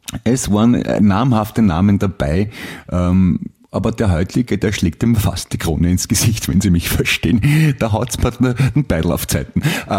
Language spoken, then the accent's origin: German; Austria; Polizeipräsident wäre schon ziemlich groß bei uns in Österreich, muss ich sagen.